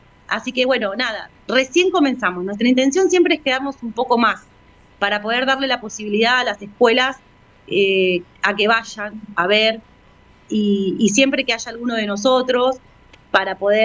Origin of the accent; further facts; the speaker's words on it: Argentina; lo que nos pasó como argentinos y argentinas